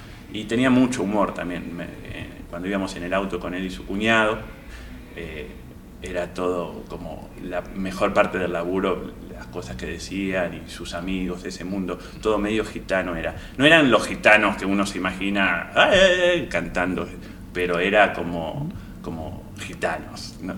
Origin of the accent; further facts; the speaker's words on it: Uruguay; now in Argentina; Vengo de Uruguay en realidad